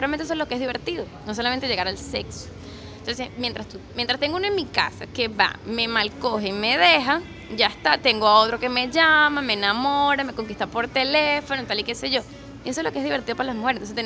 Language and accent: Spanish; Venezuela; es necesario que nosotros como venezolanos dejemos la mentalidad cerrada